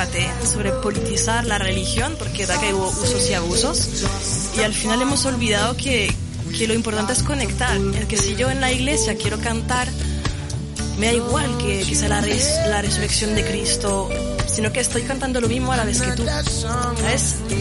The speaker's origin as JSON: {"language": "Spanish", "country": "France", "second_language": "Spanish", "said": "por si no se notó, soy francesa. Y en Francia tenemos la religión muy diferente al del Estado"}